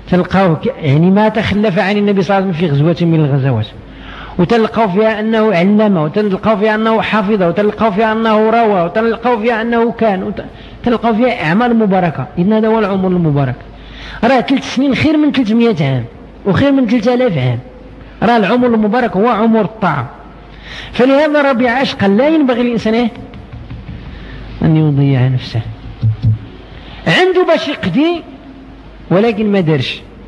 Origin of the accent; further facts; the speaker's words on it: Morocco; شحال الآن عندنا في المغرب من الدكاترة